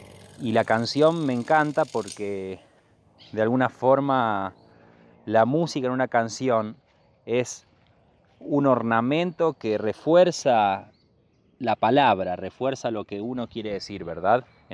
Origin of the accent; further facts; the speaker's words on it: San Luis, Argentina; also born or lived in Santa Fe; now in Villa La Bolsa, Argentina; Soy nacido en Santa Fe, crecí gran parte de mi infancia en San Luis y después me vine para Córdoba a estudiar música. Me terminé asentando en Villa La Bolsa